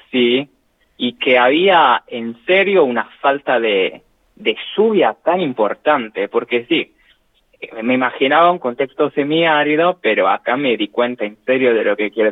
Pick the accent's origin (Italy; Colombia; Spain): Italy; Sardinia; now in Argentina; acá en La Pampa es como que hay una distribución que no es homogénea de la lluvia. En Cerdeña, en mi tierra, es un poquito más homogénea.